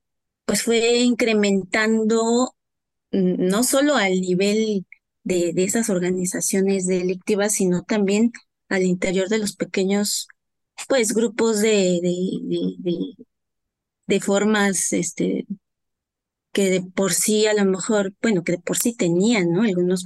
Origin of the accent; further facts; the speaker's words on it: Huautla de Jiménez, Oaxaca, Mexico; now in Valle de Chalco, Mexico; yo vivo en Valle de Chalco, No soy originaria de aquí, soy originaria de Oaxaca, de Huautla de Jiménez, de la Sierra Mazateca, somos migrantes.